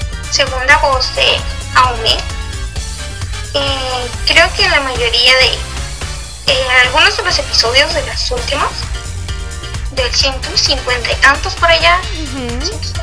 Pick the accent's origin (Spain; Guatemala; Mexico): Mexico; Sonora; Soy del mero norte, soy de Sonora.